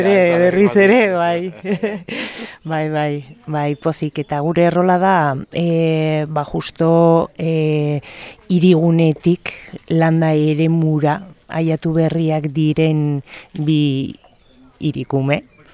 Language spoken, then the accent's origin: Basque; Lekunberri, Navarre, Spain; Lekunberritik nator, Beko Larrain Antzerki Kompainiatik, hemen Nafarroan